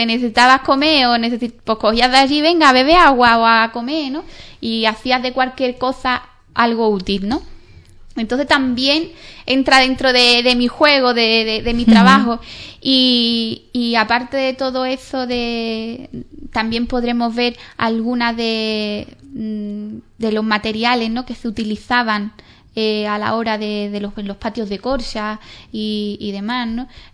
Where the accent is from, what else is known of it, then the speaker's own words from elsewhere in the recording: Ubrique, Andalusia, Spain; moved away; yo he estado muchos años fuera y yo siempre he llevado mi pueblo por bandera. Entonces también era como que Ubrique pertenece al Parque Natural de los Alcornocales, ¿no?